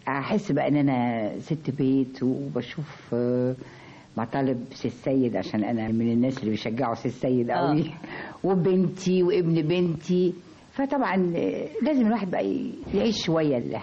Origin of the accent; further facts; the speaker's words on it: Egypt; ادبنا كشرقيين كمصريين